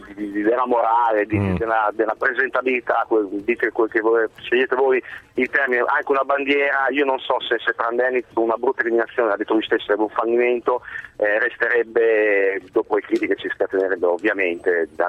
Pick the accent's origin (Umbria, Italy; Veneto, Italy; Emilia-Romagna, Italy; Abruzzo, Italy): Emilia-Romagna, Italy; Bologna; born there; io sono nato in Sud Bologna